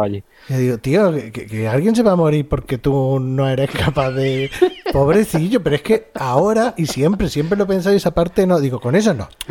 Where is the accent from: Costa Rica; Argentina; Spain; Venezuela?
Spain; los americanos piensan que los españoles somos mexicanos